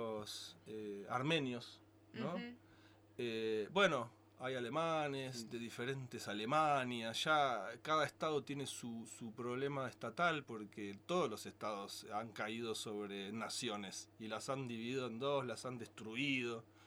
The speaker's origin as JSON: {"language": "Spanish", "region": "Buenos Aires", "country": "Argentina", "tie": "born there", "said": "En Buenos Aires, que es un país, es el país donde yo nací, porque Buenos Aires es otro país, lo confirmo cada vez más."}